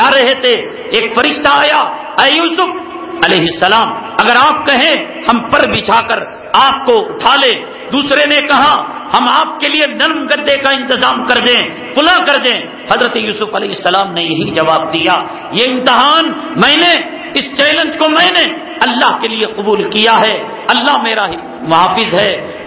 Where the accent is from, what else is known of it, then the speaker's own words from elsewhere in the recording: Karnataka, India; میں اسی سرزمین سے تعلق رکھتا ہوں, سرزمین ٹیپو سے, ہمارے علاقے میں پروگرام کے لیے آئے